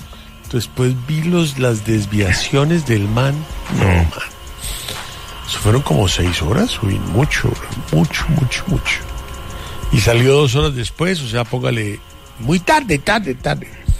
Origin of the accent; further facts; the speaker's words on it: Colombia; Yo soy colombiano, un solo pasaporte, y con ese me muevo